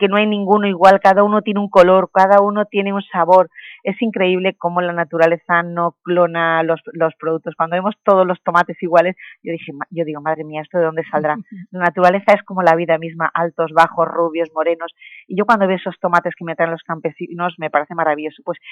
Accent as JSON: {"language": "Spanish", "town": "Elche", "region": "Valencian Community", "country": "Spain", "said": "te lo tengo en Elche, en el campo de Elche, es una ciudad preciosa, bueno, yo le vendí mi tierra como se la vendo a todo el mundo"}